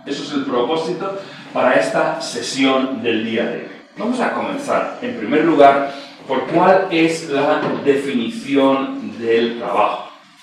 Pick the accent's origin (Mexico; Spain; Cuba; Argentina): Spain; Premià de Mar, Catalonia; nací cerquita de Barcelona, en Premià de Mar. Eso está 20 kilómetros al norte de Barcelona, un pueblo de unos 30.000 habitantes, más o menos. Siempre he vivido ahí, soy pastor de la iglesia allí. Me casé con una chica del pueblo también